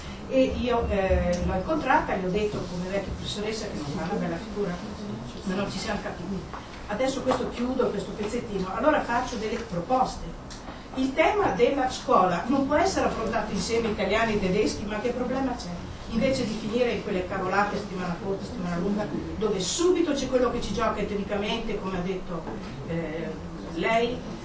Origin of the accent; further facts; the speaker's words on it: Trentino-Alto Adige, Italy; born there; io sono nato in Badia, mio papà doveva sposare una badiotta, poi sposare mia mamma che era umbra